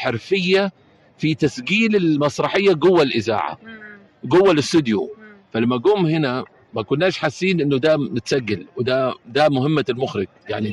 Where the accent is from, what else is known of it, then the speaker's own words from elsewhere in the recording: United Arab Emirates; يعني احنا دلوقتي نفخر كاماراتيين انه احنا يعني ننتمي لهالبلد ولهذه الثقافه